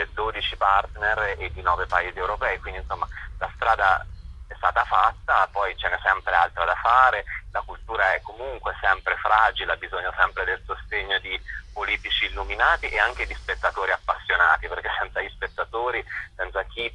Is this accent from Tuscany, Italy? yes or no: yes; Sansepolcro, Tuscany, Italy; born there; now in Rome, Italy; io sono anche nato a Sansepolcro, pur vivendo appunto a Roma